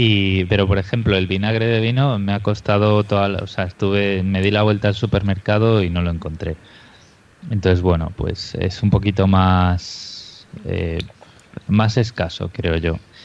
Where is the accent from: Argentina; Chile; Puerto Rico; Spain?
Spain; Galicia; now in Australia; las patatas de Shinzo, que está cerca de Vigo, que es de donde soy yo, son muy, muy buenas.